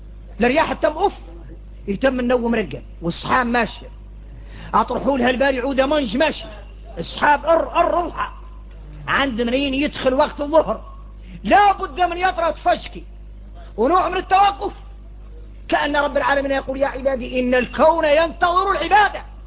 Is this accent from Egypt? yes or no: no; Mauritania; هذا عادة فينا احنا موريتاني